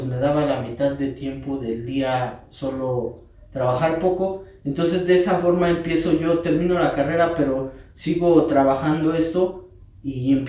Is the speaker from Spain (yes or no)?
no; Metepec, State of Mexico, Mexico; Soy maestro artesano de Metepec, Estado de México.